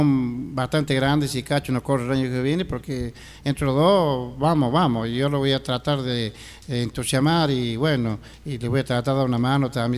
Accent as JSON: {"language": "Spanish", "town": "Quilino", "region": "Córdoba", "country": "Argentina", "tie": "born there", "said": "hasta mañana a todo mi pueblo querido, que soy nacido acá en este pueblo"}